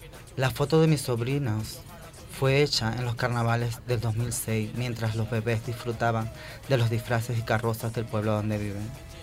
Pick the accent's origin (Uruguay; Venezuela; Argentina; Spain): Venezuela; Boconoito, Portuguesa; está hecha en la casa de mi infancia hace 33 años, en Boconoito, estado portuguesa de mi país, Venezuela.